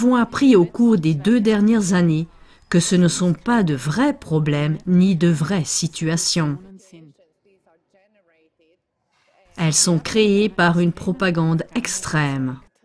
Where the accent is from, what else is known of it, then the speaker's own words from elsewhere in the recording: Hungary; French is a second language; Je viens de Hongrie